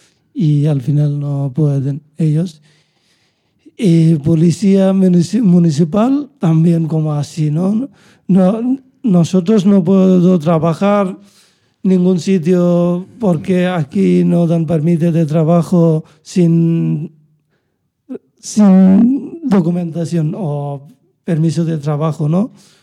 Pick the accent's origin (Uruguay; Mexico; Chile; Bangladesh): Bangladesh; Spanish is a second language; now in Spain; de Bangladesh, y no, que policía para nosotros es siempre peligroso, porque no tenemos papeles.